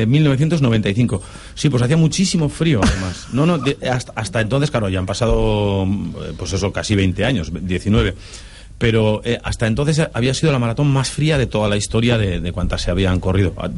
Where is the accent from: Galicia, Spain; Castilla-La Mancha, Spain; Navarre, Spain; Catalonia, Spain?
Navarre, Spain; Pamplona; fue en mi tierra, en Pamplona